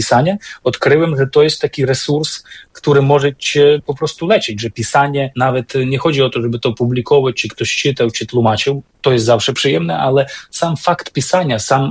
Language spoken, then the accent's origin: Polish; Beskid Niski, Poland; pochodzę z takiego górskiego kraju, można powiedzieć z Beskidu Niskiego, gdzie są bardzo mocne takie domowe, religijne i kulinarne, co ważne, tradycje związane z Wielkanocą